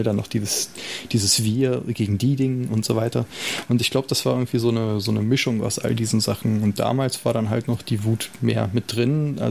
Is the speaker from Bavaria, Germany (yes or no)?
no; Salzgitter, Lower Saxony, Germany; ich bin in Salzgitter groß geworden, eine nicht gerade musische Stadt mit nicht besonders vielen Möglichkeiten außerhalb der Auto- und Stahlindustrie und so.